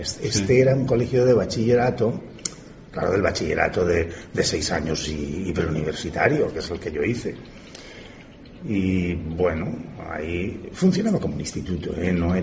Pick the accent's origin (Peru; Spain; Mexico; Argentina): Spain; Elche, Valencian Community; Yo nací en Elche, sí.